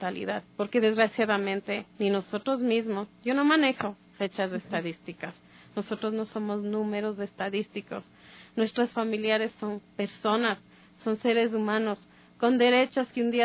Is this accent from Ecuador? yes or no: yes; Ecuador; sé cuáles son mis derechos como ecuatoriana